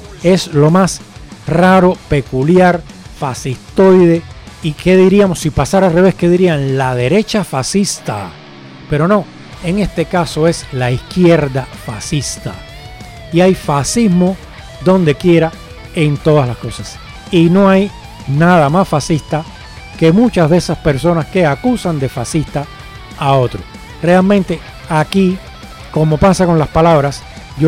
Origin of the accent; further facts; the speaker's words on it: Cuba; Me gustaría, como buen cubano, siempre se piensan estas cosas